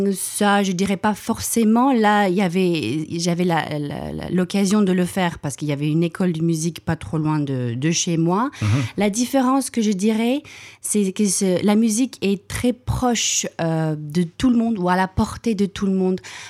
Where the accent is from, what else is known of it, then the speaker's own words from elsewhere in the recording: Cape Town, Western Cape, South Africa; French is a second language; surtout parce que je viens du Cap, et c'est surtout une culture, qu'on a cette culture musicale au Cap.